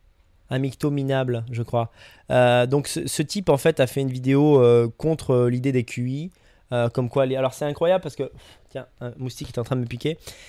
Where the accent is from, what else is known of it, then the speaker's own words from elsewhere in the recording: Grenoble, Auvergne-Rhône-Alpes, France; born there; Non, je suis né à Grenoble, hein, mais je veux dire, moins 30, faut aimer.